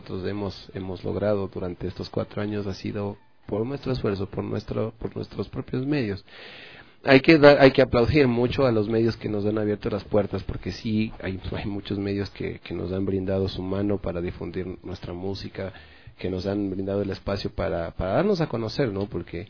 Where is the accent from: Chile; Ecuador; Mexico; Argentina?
Ecuador; y eso es un grave problema para nosotros como ecuatorianos, no tener una identidad cultural